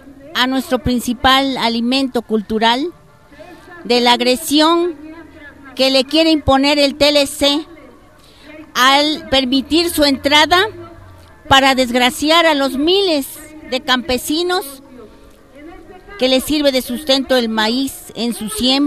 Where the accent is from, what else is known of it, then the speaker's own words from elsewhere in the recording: Mexico; es un derecho y una obligación como mexicanos defender lo que es nuestro